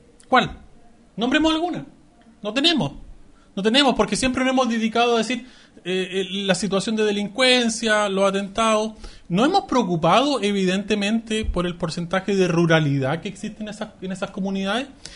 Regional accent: Chile; acá estamos los otros, que somos los chilenos.

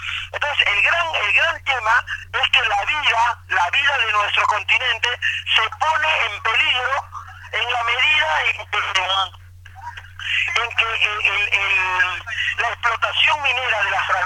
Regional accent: Peru; pensábamos todos los peruanos

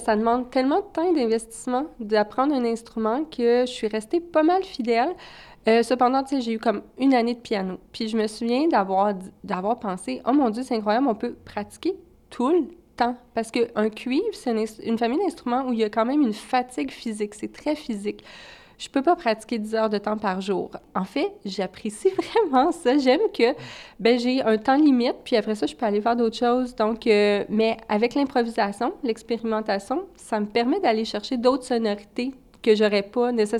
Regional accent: Val-d'Or, Quebec, Canada; Moi, je suis native de Val-d'Or en Abitibi

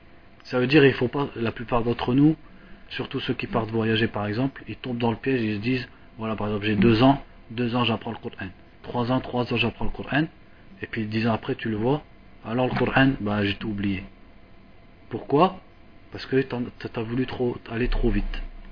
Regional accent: France; comme nous on est de France, on est des fainéants, ça veut dire on n'est pas des Indiens ou des Yéménites.

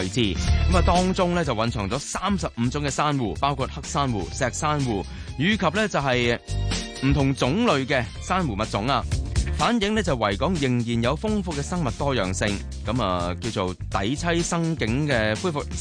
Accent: Hong Kong; 我們作為香港人

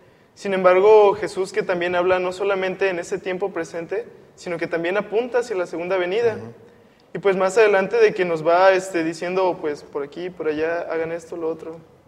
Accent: Tampico, Tamaulipas, Mexico; vengo de Tampico, Tamaulipas, México, y estudio el tercer año de odontología.

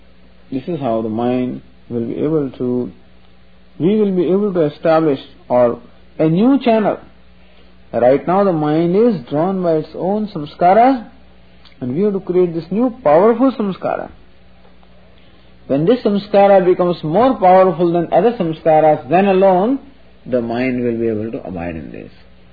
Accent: Mumbai, Maharashtra, India; English is a second language; I came from India, from Bombay, I got down to New York, and this boy had come to pick me up.

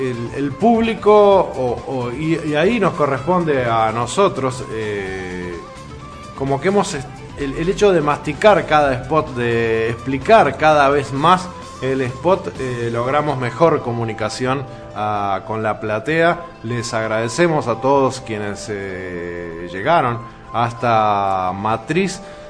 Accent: Uruguay; Otro de las de los placeres gastronómicos en los que hemos incursionado nosotros como uruguayos

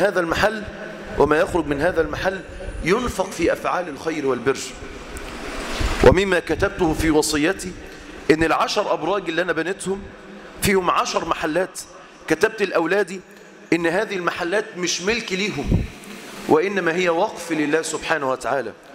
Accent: Egypt; إحنا من أهل مصر كأهل مصر

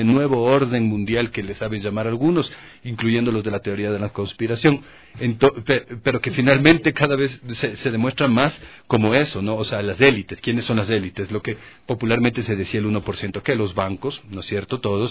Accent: Quito, Pichincha, Ecuador; como gente que estábamos creciendo, como quiteños, como ecuatorianos, que estábamos creciendo en la década de los 90s

